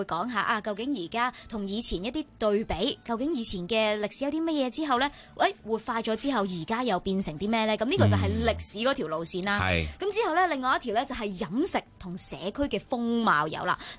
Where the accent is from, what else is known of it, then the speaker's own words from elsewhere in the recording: Hong Kong; 我哋香港人